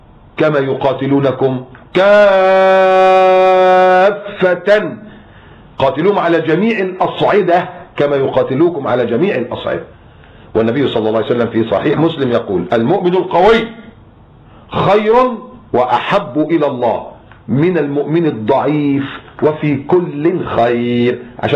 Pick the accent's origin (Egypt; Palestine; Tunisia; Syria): Egypt; انت عارفين احنا مصريين